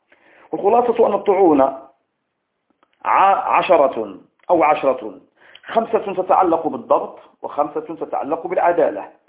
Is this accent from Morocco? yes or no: yes; Morocco; عندنا بالمغرب الحبيب حفظه الله من كيد الكائدين ومكر الماكرين